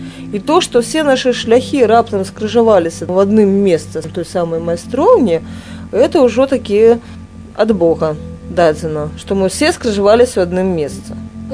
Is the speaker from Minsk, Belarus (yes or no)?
yes; Minsk, Belarus; born there; also born or lived in Velizh; Я нарадзілася ў Мінску, якраз у тых старых дамках на вуліцы Першамайская, прыгожых.